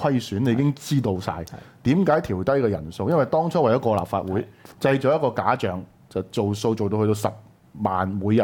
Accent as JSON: {"language": "Cantonese", "country": "Hong Kong", "said": "有冇問過我哋香港人咧？"}